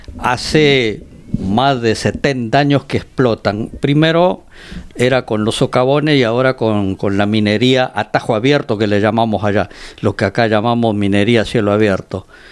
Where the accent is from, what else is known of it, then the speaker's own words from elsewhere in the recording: Peru; nosotros eso como peruanos lo sabemos recontra bien